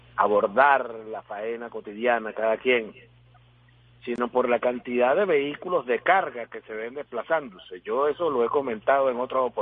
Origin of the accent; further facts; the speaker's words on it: Venezuela; como somos los venezolanos, dispuestos al trabajo cotidiano